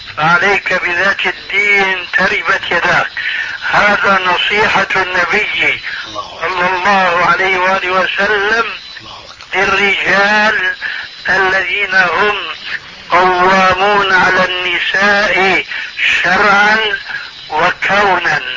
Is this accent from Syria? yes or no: yes; Syria; كما يقولون عندنا في سوريا بالسريج والفتيل